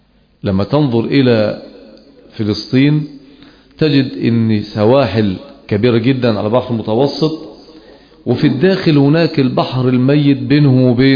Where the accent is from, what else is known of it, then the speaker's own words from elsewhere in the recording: Egypt; احنا لما ننظر ونحن من أهل مصر ونعيش أحداثها ونتأثر بما يحاك لها